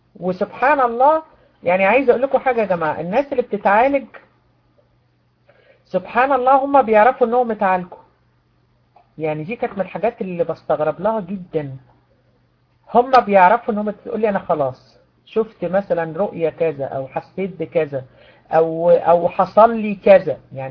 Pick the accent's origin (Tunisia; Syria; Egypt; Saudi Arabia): Egypt; احنا عندنا في مصر بنقول نفس قصير، مش عارفة عندكم بيقولوها ايه